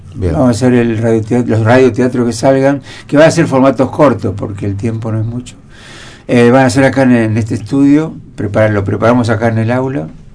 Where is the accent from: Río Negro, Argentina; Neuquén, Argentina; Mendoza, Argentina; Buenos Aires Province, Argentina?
Río Negro, Argentina; El Bolsón; Yo vengo del Bolsón, hicimos también historias de lugares